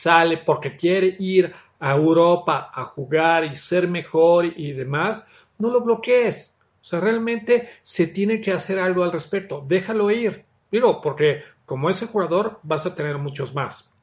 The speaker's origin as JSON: {"language": "Spanish", "country": "Mexico", "said": "Soy mexicano, amo mi país, pero soy realista"}